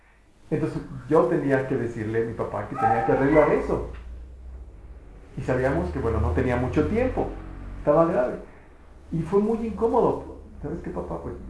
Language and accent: Spanish; Mexico; y como mexicanos decimos, no, nosotros nos burlamos de la muerte